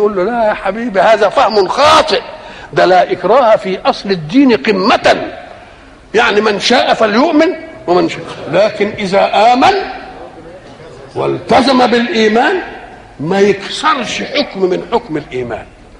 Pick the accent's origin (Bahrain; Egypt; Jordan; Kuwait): Egypt; مثلا الحضاره التي عندنا في مصر